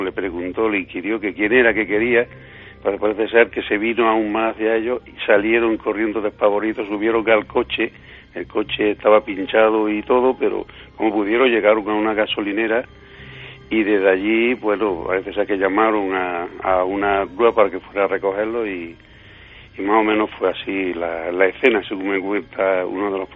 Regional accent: Villanueva del Duque, Andalusia, Spain; muy cerca de mi pueblo, de Villanueva del Duque.

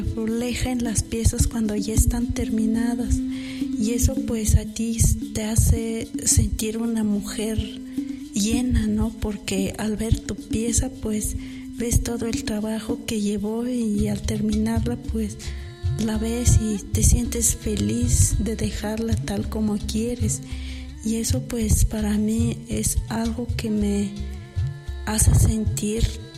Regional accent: San Marcos Tlapasola, Oaxaca, Mexico; Soy originaria de San Marcos Tlapasola, donde se trabaja el barro rojo, como son ollas, comales, cajetes, platos, tazas y floreros. Soy una mujer zapoteca.

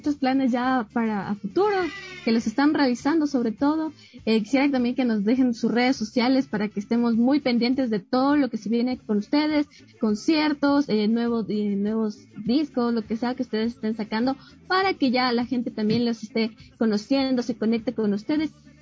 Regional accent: Ecuador; aprecia lo que tenemos nosotros como ecuatorianos, el talento que se tiene

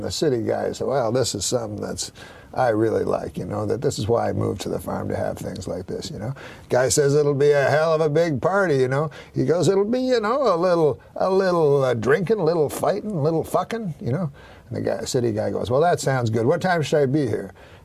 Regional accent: Canada; One, that we're Canadian.

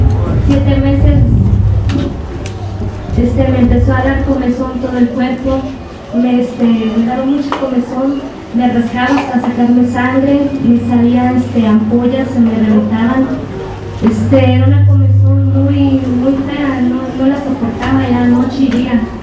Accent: Carrizalillo, Guerrero, Mexico; vengo de Carrizalillo, Guerrero.

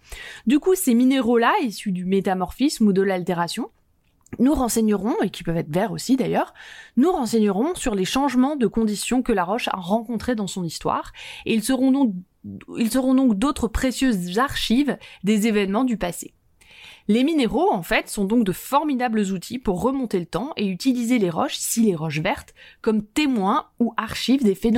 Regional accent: Chamonix, Auvergne-Rhône-Alpes, France; des roses comme par chez moi, à Chamonix par exemple

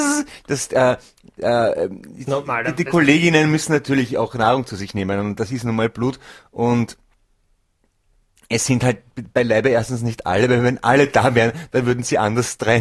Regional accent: Mörbisch, Burgenland, Austria; Ich bin aus Mörbisch direkt, ja.

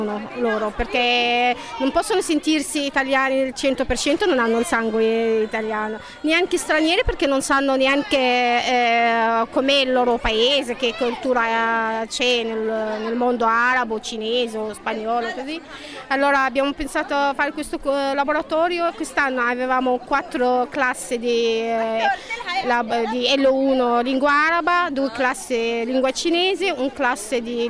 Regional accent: Egypt; now in Italy; sono egiziana, sono qua in Italia da 10 anni

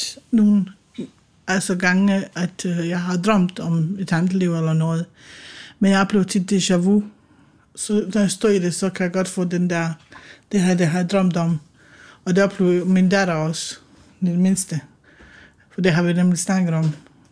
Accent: Bosnia & Herzegovina; now in Denmark; Det er jo mit hjemland, og jeg har jo haft min barndom i Bosnien

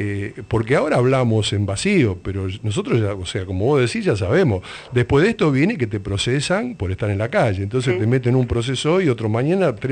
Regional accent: Lanús, Buenos Aires Province, Argentina; Pero yo vengo de los barrios, yo vengo de Lanús

